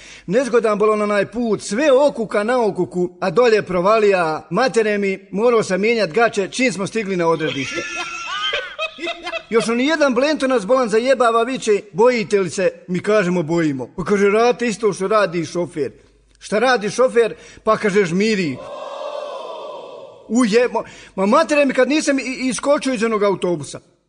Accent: Sarajevo, Federation of Bosnia and Herzegovina, Bosnia & Herzegovina; Pita on mene, odakle si ti? Rekao, iz Sarajeva.

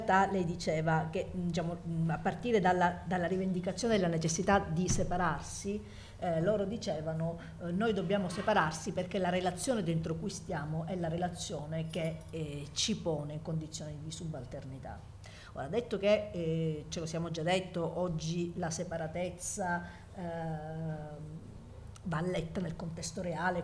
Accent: Calabria, Italy; io sono calabrese e non emiliana, e sono donna, e ho 50 anni, e ho pure una figlia

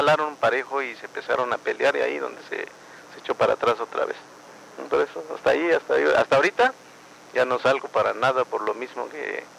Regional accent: San Juan Colorado, Oaxaca, Mexico; now in Mexico City, Mexico; yo soy de Estado de Oaxaca, de Costa Chica, de San Juan, Colorado.

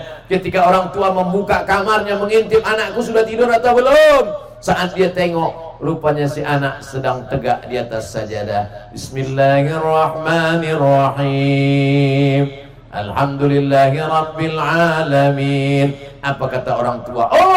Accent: Riau, Indonesia; I am coming from Riau. Ana min Riau.

